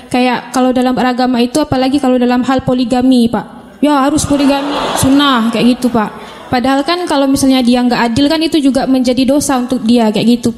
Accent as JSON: {"language": "Indonesian", "region": "West Kalimantan", "country": "Indonesia", "said": "saya asalnya dari Kalimantan Barat. Sekarang saya mahasiswi magister di UIN."}